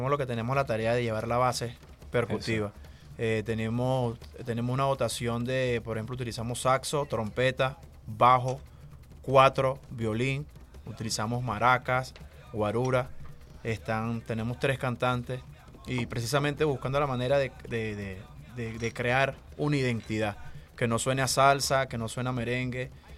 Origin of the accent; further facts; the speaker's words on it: Cumaná, Sucre, Venezuela; Yo me crié en Cumaná, por ejemplo.